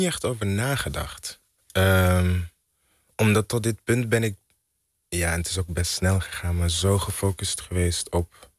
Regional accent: Belgium; ik ben in België opgegroeid.

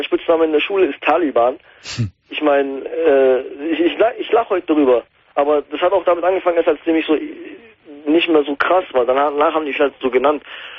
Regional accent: Germany; weil ich dachte, okay, in Deutschland lebe ich bin aufgewachsen, ich bin halber Deutscher. Ich meine, die Deutschen akzeptieren mich nicht als Deutscher, obwohl ich, wenn ich sogar einen deutschen Pass hätte mittlerweile, habe ich immer noch einen türkischen Pass

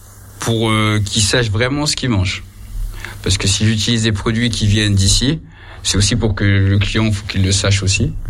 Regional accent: Grand Est, France; Moi, j'ai grandi dans les Vosges, donc c'est aussi pour ça.

